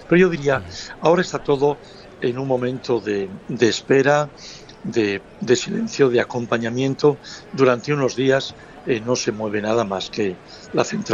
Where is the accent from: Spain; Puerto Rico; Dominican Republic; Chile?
Spain; Asturias; después me acerqué aquí a mi tierra asturiana y a mi pueblo